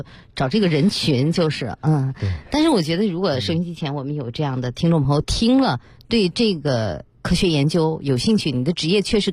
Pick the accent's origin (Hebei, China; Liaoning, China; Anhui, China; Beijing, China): Beijing, China; 我们北京人现在人均寿命已经是预期寿命啊，82点多岁